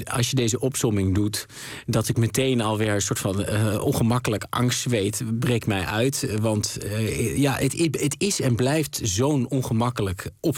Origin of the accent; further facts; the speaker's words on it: Overijssel, Netherlands; ik voetbalde gewoon als een gezonde Twentse jongen